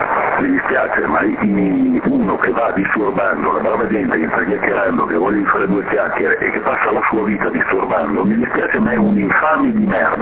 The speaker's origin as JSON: {"language": "Italian", "region": "Veneto", "country": "Italy", "said": "sia io che il Fiore siamo terroni del nord, siamo veneti."}